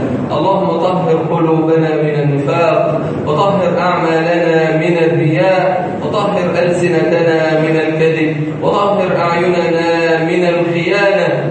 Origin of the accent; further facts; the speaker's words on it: Egypt; بلدنا مصر